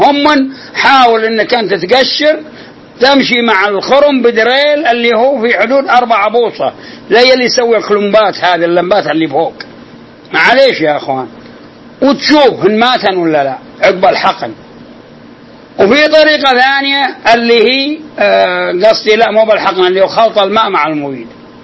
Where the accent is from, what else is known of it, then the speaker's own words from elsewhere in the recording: Al-Qassim, Saudi Arabia; وحصل عندنا في القصيم عدة نخيل